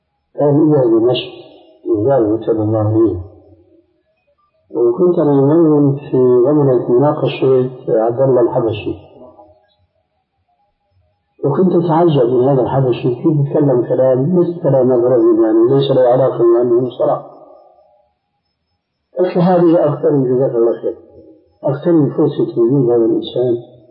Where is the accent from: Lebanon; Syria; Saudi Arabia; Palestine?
Syria; عندنا في الشام أنه التقى سوري مغربي في مجلس